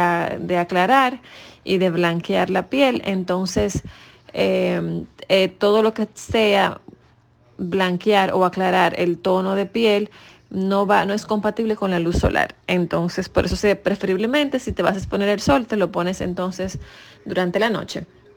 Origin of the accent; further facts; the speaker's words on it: Dominican Republic; soy de República Dominicana